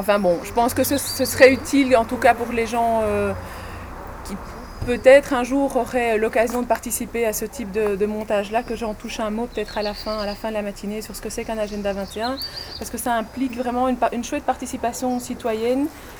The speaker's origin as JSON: {"language": "French", "town": "Brussels", "region": "Brussels-Capital Region", "country": "Belgium", "tie": "born there", "said": "Pourtant, je suis bruxelloise de naissance et j'habite toujours Bruxelles, la grosse tare."}